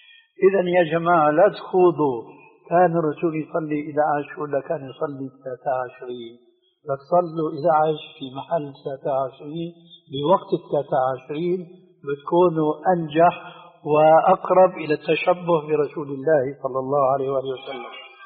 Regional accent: Syria; عندنا في الشام يسمى المقدمة بالتذكير، ويقلب الذال إلى دال

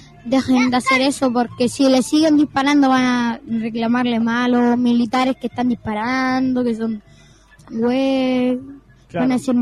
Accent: Ventanas, Valparaíso, Chile; No, soy de Ventana.

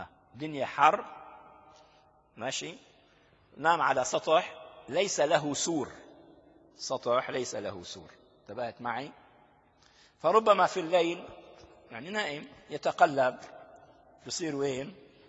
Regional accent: Damascus, Damascus Governorate, Syria; مقابلها في جزيرة اسمها جزيرة أرواد، نحن أهالي دمشق يعني صدفة نذهب

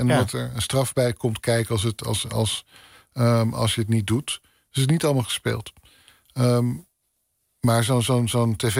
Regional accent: North Holland, Netherlands; Net zoals waar ik vandaan kom in Noord-Holland, drink je een kopje koffie

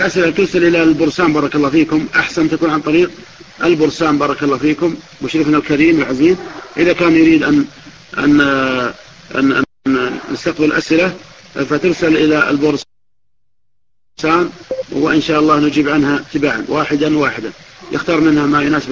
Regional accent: Najd, Saudi Arabia; كما يقول العوام عندنا في نجد يقول خشته

